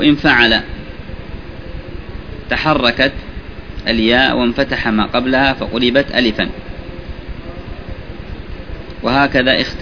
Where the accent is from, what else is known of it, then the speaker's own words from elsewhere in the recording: Yemen; عندنا في اليمن في بعض البلاد يقولون هذا مبيوع